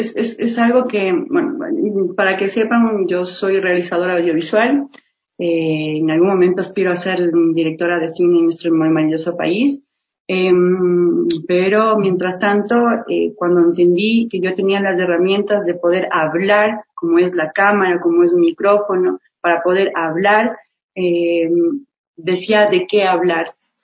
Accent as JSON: {"language": "Spanish", "town": "Baños de Agua Santa", "region": "Tungurahua", "country": "Ecuador", "also_born_or_lived": "Argentina", "lives_now": "Quito, Ecuador", "said": "yo soy de Baños de Agua Santa, y allá yo vengo acá, mi querido Quito maravilloso, ya 12 años de acá, y estudié pues en Argentina, en Bellas Artes, ahí realización audiovisual."}